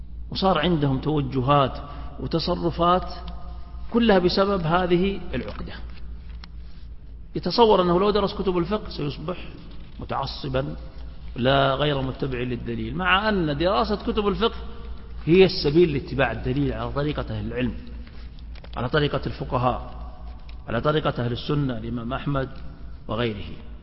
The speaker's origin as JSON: {"language": "Arabic", "country": "Saudi Arabia", "said": "بلادنا المملكة العربية السعودية بحمد الله تبارك وتعالى تخلو من هذا التعصب"}